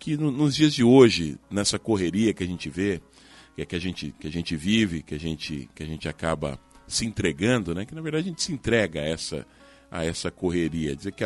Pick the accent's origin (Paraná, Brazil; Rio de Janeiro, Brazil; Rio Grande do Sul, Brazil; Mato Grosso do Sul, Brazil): Paraná, Brazil; Maringá; moved away as an adult; Eu vim de Maringá. Em 94 eu vim de Maringá para trabalhar no rádio aqui, né?